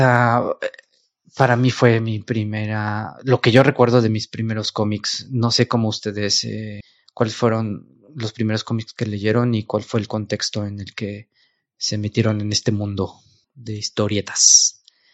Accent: Celaya, Guanajuato, Mexico; Sobre todo de donde yo soy, en Celaya, Guanajuato, solo tenemos una tienda de cómics.

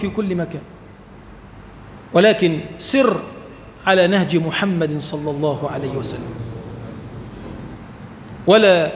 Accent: Egypt; اللهم اجعل بلدنا مصر بلدا آمنا مطمئنا

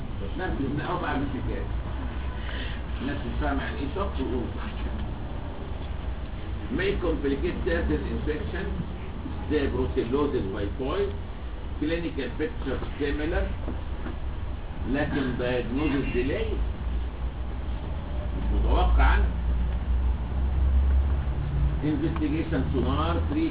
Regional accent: Egypt; بس كثرة سفرنا احنا المصريين لهذه البلاد

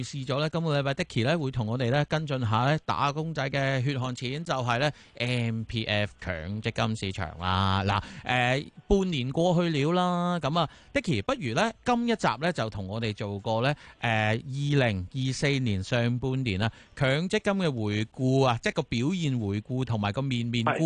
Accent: Guangdong, China; 我哋广东人啊，食烧味咁样，

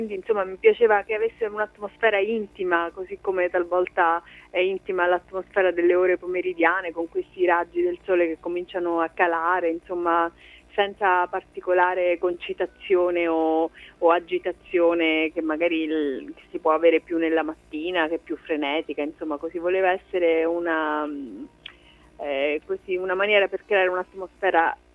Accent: Apulia, Italy; in un momento magari in cui così dalle mie parti nel Salento non c'era la possibilità di vivere la musica in maniera molto quotidiana

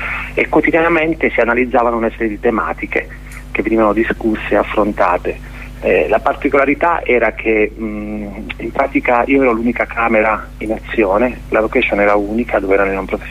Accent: Abruzzo, Italy; per mia esperienza, sono abruzzese

